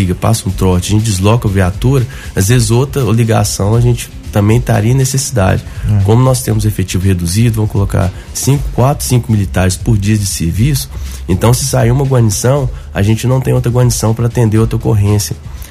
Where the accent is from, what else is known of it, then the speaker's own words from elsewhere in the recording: Belo Horizonte, Minas Gerais, Brazil; Eu sou nascido e criado em Belo Horizonte. Fiquei em BH em torno de... até os 25 anos, né? Nasci lá, foi até os 25 anos.